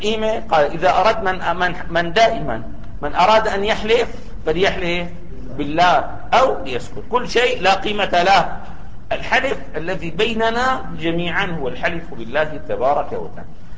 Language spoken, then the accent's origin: Arabic; Syria; يعني عندنا في سوريا لا يجتمع اثنان على ملك سنتيمتر واحد